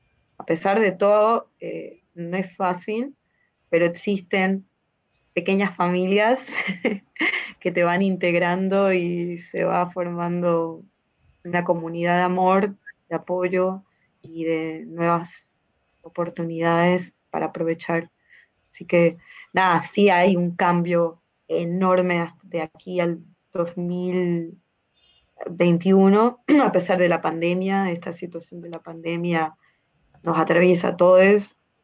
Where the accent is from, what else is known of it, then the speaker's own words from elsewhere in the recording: Maracaibo, Zulia, Venezuela; yo soy de Maracaibo, Estado Zulia, que es la costa oriental del lago allá en Venezuela